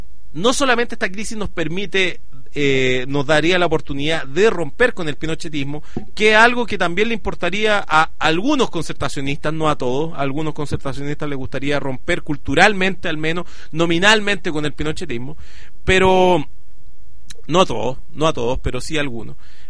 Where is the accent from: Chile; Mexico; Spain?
Chile; me parece como chileno que en el sistema en el cual estamos, la clase dirigente no come ni deja comer